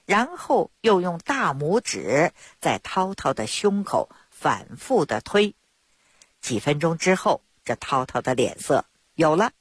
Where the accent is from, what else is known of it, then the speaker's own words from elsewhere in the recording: Beijing, China; 我呢是土生土长的北京人儿。我自小呢出生在一个中医世家， … ，我的爷爷我的父亲那都是郎中。